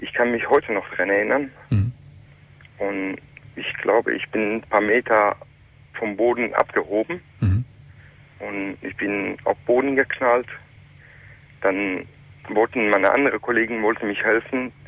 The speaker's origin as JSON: {"language": "German", "country": "Iran", "tie": "born or raised there", "said": "Ich bin gebürtiger Iraner und das ist ca. 24 Jahre her. Ich war 14 Jahre alt, wo das passiert ist."}